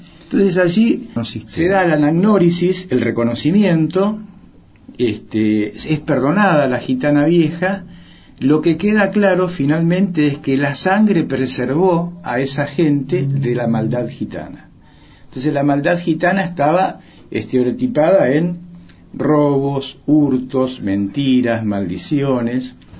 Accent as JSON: {"language": "Spanish", "country": "Argentina", "said": "Entonces yo soy un argentino que defiende esta bandera, defiende este país y ama su identidad."}